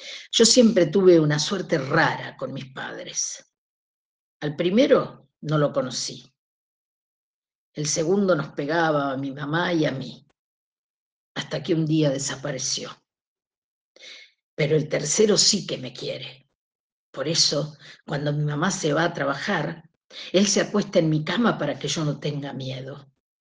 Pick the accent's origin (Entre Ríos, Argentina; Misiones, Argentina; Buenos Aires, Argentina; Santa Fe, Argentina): Buenos Aires, Argentina; born there; Y ahora aparece mi parte porteña, porque yo en realidad nací en Capital Federal.